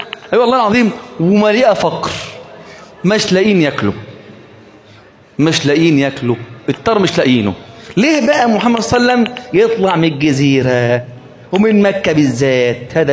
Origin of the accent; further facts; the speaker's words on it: Egypt; طب ليه مش في مصر؟ عندنا في مصر النيل، صح ولا ايه؟